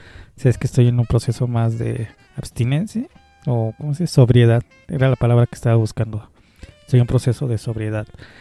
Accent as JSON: {"language": "Spanish", "town": "Culhuacán", "region": "Mexico City", "country": "Mexico", "said": "Yo también soy de Culhuacán"}